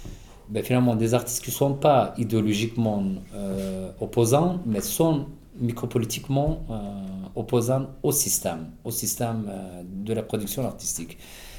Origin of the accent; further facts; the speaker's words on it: Turkey; moved away as an adult; je suis kurde d'Alevi. Bon, minoritaire de toute façon de la politique en Turquie déjà.